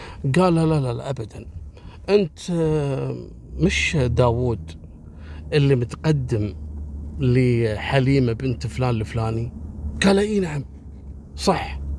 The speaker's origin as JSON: {"language": "Arabic", "country": "Kuwait", "said": "حصلت عندنا في الكويت عام 73 في شاب اسمه محمد."}